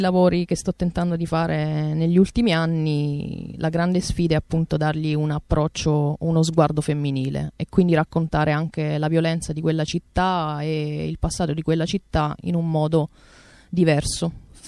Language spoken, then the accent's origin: Italian; Apulia, Italy; born there; Come avete detto prima, sono nata in Puglia